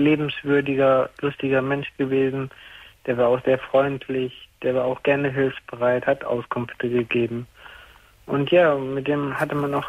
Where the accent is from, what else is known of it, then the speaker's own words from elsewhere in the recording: Erkrath, North Rhine-Westphalia, Germany; Nee, ich komme nicht aus gerade vorbei, ich komme ja aus Erkrath.